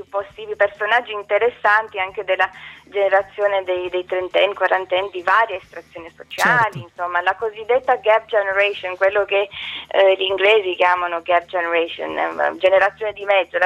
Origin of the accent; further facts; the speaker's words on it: Bucharest, Romania; now in Italy; sono rumena, sono nata a Bucarest, il mio percorso di vita mi ha portato in Italia